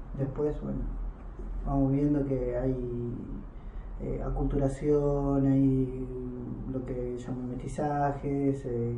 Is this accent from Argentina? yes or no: yes; Argentina; Yo fui criado como un argentino más prácticamente y mi recuperación identitaria la empecé hace un poco, hace 3 o 4 años